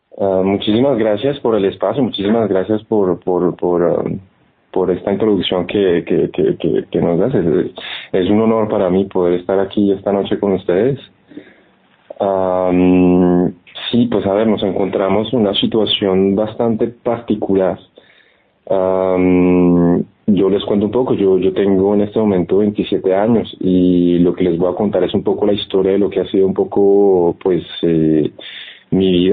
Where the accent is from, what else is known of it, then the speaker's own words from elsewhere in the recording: Florencia, Caquetá, Colombia; en la ciudad, mi ciudad natal, en Florencia, que es la capital pues de la región, Caquetá